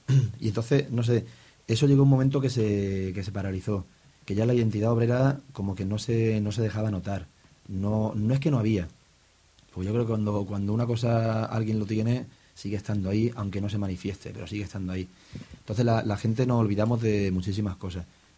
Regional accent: Yecla, Region of Murcia, Spain; Yo digo que yo soy de Yecla y ahí la industria que hay mayoritaria es la madera.

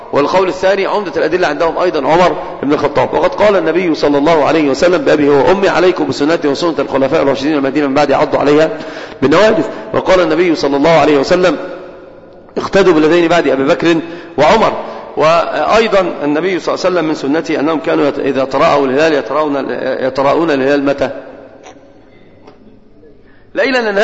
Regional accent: Egypt; كنا في بادئ الالتزام صراحة عندنا في مصر

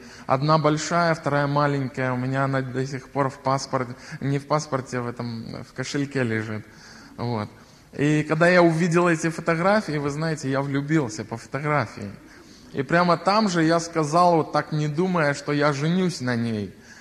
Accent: Klichaw, Mogilev Region, Belarus; Я сам родом из Могилевской области, маленького поселка Кличев, такой есть, это около 10 тысяч населения.

